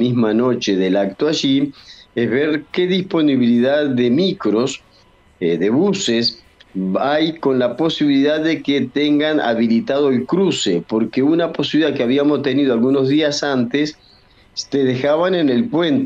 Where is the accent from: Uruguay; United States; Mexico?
Uruguay; Soy uruguayo y tengo los documentos al día. Si voy a cualquier lugar de Uruguay puedo votar porque ahí está registrada mi credencial.